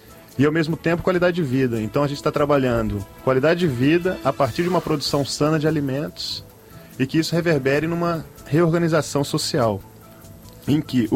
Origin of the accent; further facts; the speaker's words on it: Rio de Janeiro, Brazil; Eu sou carioca, mas...